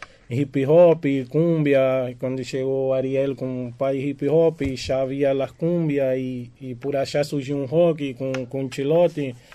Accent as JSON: {"language": "Spanish", "town": "Recife", "region": "Pernambuco", "country": "Brazil", "second_language": "Spanish", "said": "De Recife."}